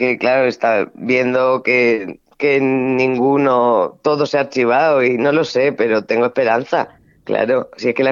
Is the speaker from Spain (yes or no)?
yes; Castilla-La Mancha, Spain; que es que soy manchega